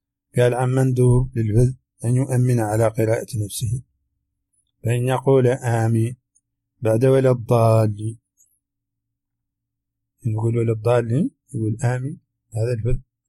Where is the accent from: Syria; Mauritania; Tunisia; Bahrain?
Mauritania; accent: Hassaniya; هذه ترجمة كلمات من لهجتنا الحسانية أردت في هذا الشريط، قد تخفى على العربي الفصيح